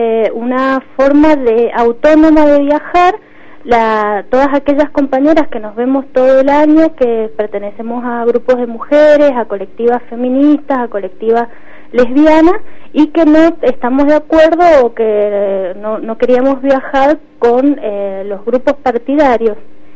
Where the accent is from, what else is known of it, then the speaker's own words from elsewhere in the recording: Mendoza, Argentina; soy de Mendoza